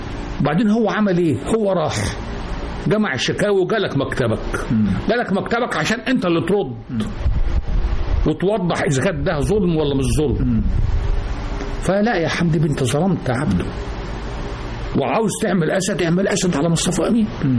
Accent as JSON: {"language": "Arabic", "town": "El-Qanayat", "region": "Sharqia Governorate", "country": "Egypt", "said": "انا من الشرقية بلد اسمها القنيات"}